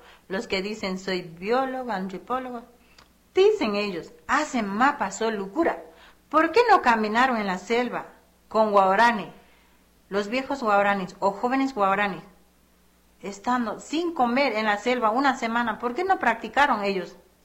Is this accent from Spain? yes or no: no; Amazonía, Ecuador; Somos de Amazonía, donde hemos nacido nosotros, Guaorani. Somos especialistas Guaorani, que conocemos muy bien y manejamos la selva.